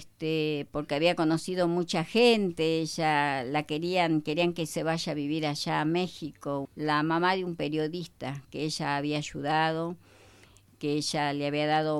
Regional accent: Buenos Aires, Argentina; Somos de Buenos Aires, nacidos allá los chicos, criados y educados en Buenos Aires.

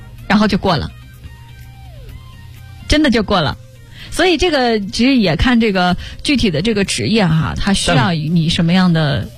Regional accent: Inner Mongolia, China; 因为我们家在内蒙古，他问我你是哪里人，我说我是内蒙古人。

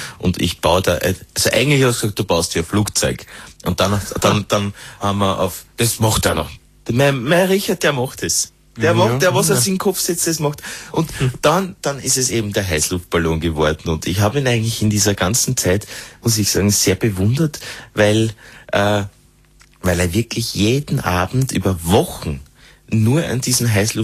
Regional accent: Upper Austria, Austria; Und ich bin aus Oberösterreich

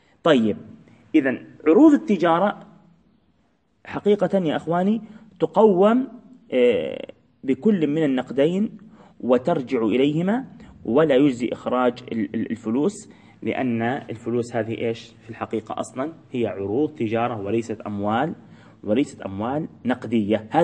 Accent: Palestine; إحنا عندنا في فلسطين مثلا نقول أجورة

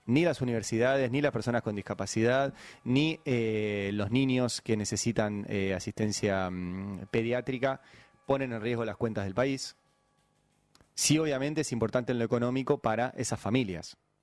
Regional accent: Argentina; Digo, yo soy argentino, formo parte

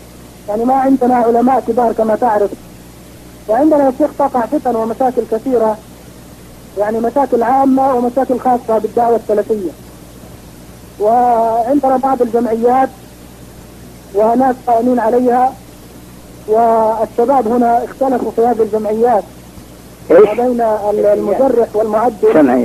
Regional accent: Palestine; نحن شباب من فلسطين.

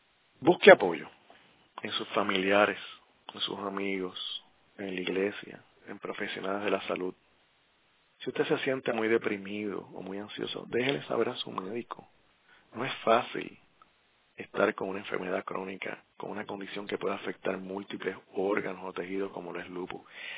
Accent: Puerto Rico; ese paisaje tan hermoso de mi tierra borinqueña.

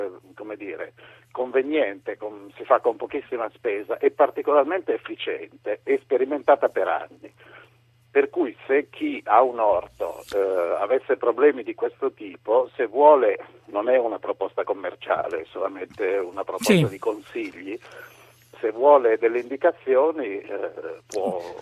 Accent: Florence, Tuscany, Italy; io ho avuto per diversi anni un grosso orto nella zona di Siena, io sono di Firenze

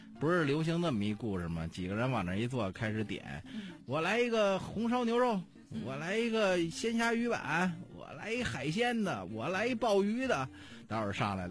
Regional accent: Beijing, China; 小时候最喜欢吃的是打卤面。

